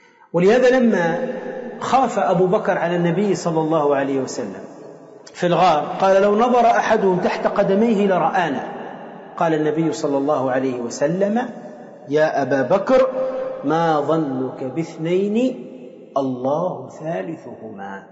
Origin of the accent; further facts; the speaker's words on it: Tunisia; عندنا في تونس عندهم يعني كالنشيد ينشدونه فيما يسمى بالحضرة